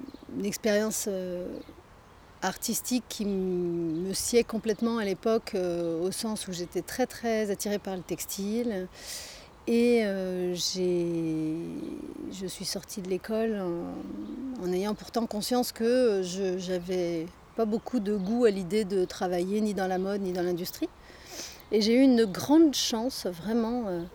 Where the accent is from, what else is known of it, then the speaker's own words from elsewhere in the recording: Rennes, Brittany, France; Non, à Rennes, puisque c'est là que j'ai grandi.